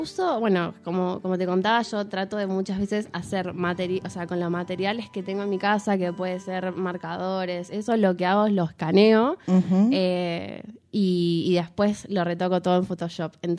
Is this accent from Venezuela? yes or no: no; Buenos Aires, Argentina; yo vengo primero de allá de Buenos Aires. Vivo en Flores y yo fui a una escuela secundaria que allá se llama, bueno, es el FADER